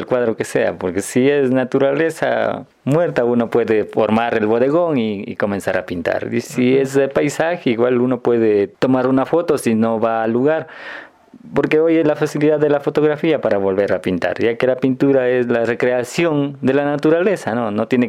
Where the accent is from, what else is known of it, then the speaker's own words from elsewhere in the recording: San Pablo, Imbabura, Ecuador; yo como sanpaoleño tengo el orgullo de haber realizado el altar de aquí, de mi iglesia, de mi pueblo.